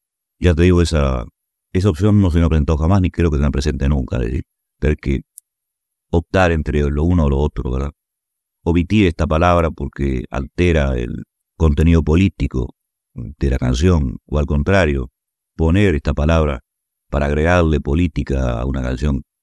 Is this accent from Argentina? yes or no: no; Uruguay; todavía puedo hacerlo en mi tierra. Y naturalmente fuera del Uruguay.